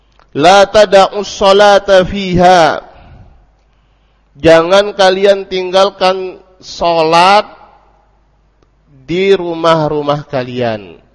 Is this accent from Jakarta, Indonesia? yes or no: no; Sungai Penuh, Jambi, Indonesia; contohnya di kampung saya di Sungai Penuhana itu.